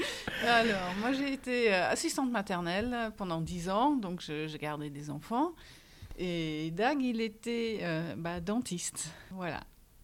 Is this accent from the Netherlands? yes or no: yes; Netherlands; French is a second language; now in France; Et moi, ça fait 30 ans que j'habite en France aussi, mais moi, je suis néerlandaise d'origine.